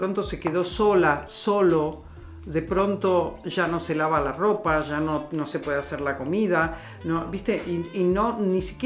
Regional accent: Buenos Aires, Argentina; born there; Yo, como nací en Buenos Aires y soy muy desapegada, he viajado por el mundo.

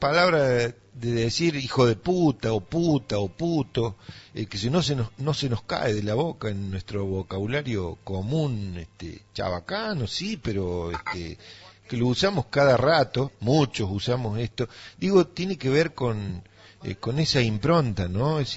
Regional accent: Villa Dolores, Córdoba, Argentina; en mi infancia, yo nací en Villa Dolores

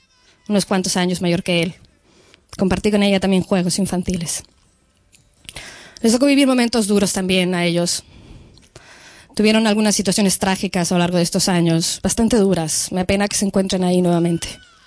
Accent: Cuernavaca, Morelos, Mexico; moved away; Jugué en los parques. Cuando nosotros nos fuimos de Cuernavaca, les vi pocas veces más.

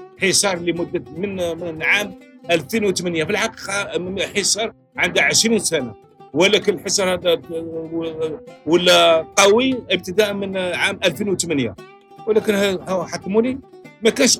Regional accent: Algeria; دونك بصح نفكر كجزائري ونخاف على هذا البلد.

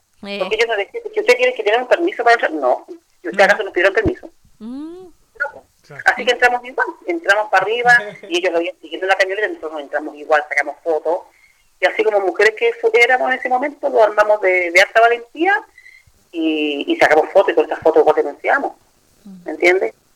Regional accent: Valparaíso, Chile; Mi tierra, donde yo me crié, donde tengo muy lindos recuerdos de Ignama

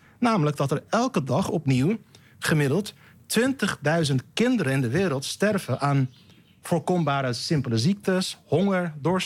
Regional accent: Rotterdam, South Holland, Netherlands; Toen ging ik naar de BIEB, Rotterdam-Zuid, in Lombardije, waar ik ben opgegroeid.

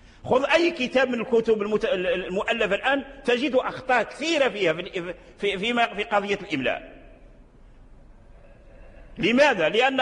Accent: Morocco; من الأئمة والعلماء عندنا في المغرب كذلك لهم تعاريف

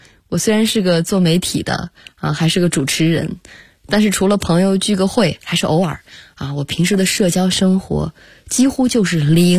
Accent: Xinjiang, China; 因为我爱新疆啊。虽然北京也很好，但是我性格中的很多东西都是我的家乡带给我的。

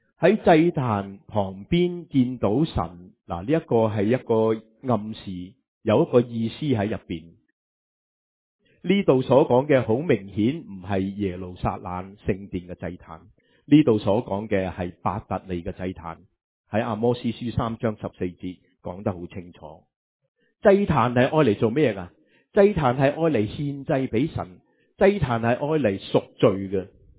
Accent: China; 我时时都话以色列人同埋我哋中国人系好相似。我哋中国人会话时机成熟系嘛

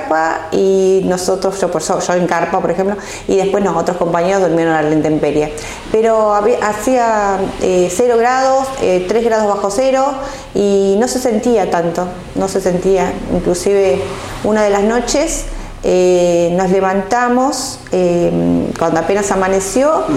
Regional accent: Cañuelas, Buenos Aires Province, Argentina; Somos cuatro de Cañuelas, ¿sí? Daniel Silva, Alicia Bonini y Sandra Balfre.

